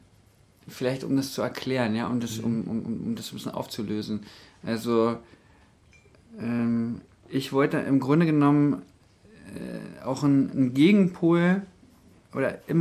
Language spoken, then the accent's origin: German; Berlin, Germany; weil ich komme ja ursprünglich aus Berlin